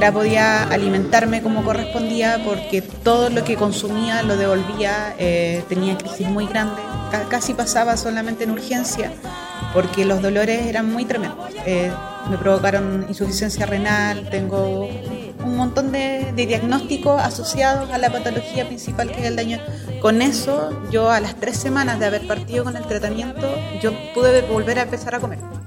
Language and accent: Spanish; Villa Alemana, Valparaíso, Chile; pertenezco a la ciudad de Villa Alemana